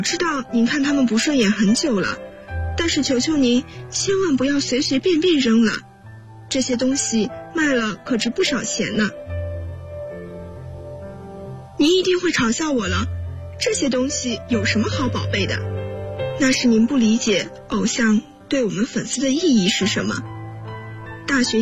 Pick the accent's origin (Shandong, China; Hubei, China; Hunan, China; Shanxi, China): Shandong, China; Qingdao; now in Nanjing, China; 来自山东青岛，我在南京大学，距离我的家乡571公里。